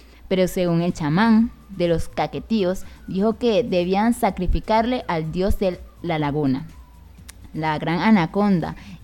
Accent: Venezuela; así somos los venezolanos, ¿qué vamos a hacer?

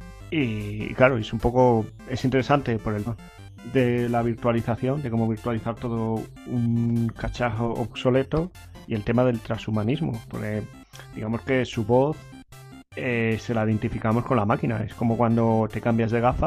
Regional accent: Salamanca, Castile and León, Spain; Que yo soy de Salamanca, ¿eh? De San José, del barrio de San José.

